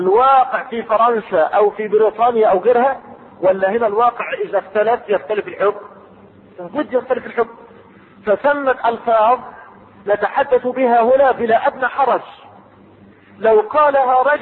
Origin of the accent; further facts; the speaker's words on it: Egypt; العنبر عندنا في مصر يشم ولا يؤكل؟